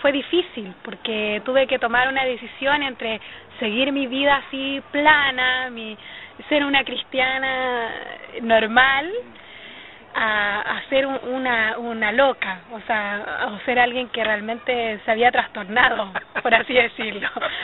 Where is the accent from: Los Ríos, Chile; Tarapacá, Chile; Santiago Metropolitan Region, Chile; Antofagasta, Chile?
Antofagasta, Chile; Taltal; Yo nací en un hogar cristiano, mis padres actualmente son pastores de una congregación en mi ciudad natal, que es Taltal, es una ciudad pequeñita al sur de Antofagasta. Es parte de la segunda región.